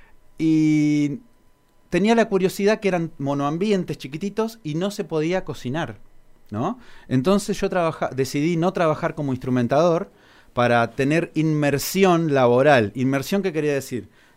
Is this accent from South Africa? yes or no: no; Argentina; Porque si soy argentino, que no la haya hecho en Argentina.